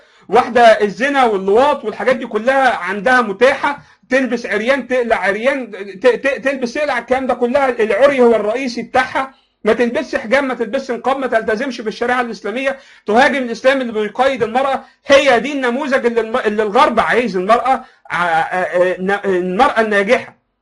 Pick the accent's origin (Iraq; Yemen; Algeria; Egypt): Egypt; احنا عندنا في مصر الكلام ده مستحيل